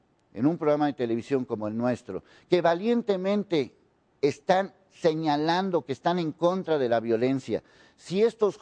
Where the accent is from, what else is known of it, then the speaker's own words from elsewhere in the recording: Mexico; Estoy exigiendo como ciudadano, como mexicano